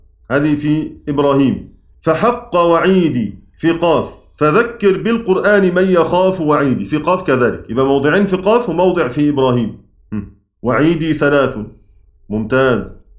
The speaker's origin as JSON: {"language": "Arabic", "country": "Egypt", "accent": "Egyptian", "said": "زي ما احنا بنقول كده بلهجتنا المصرية"}